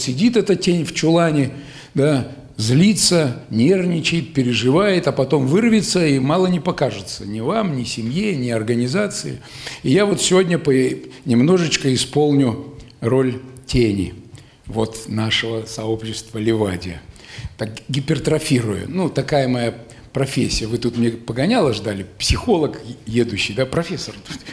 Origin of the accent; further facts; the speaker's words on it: Kostroma, Kostroma Oblast, Russia; я из Костромы-то, из Волги